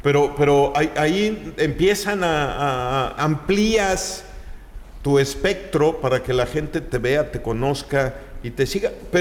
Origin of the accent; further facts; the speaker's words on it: Chicxulub Puerto, Yucatán, Mexico; Miren nomás, Chicxulub, pues es mi tierra.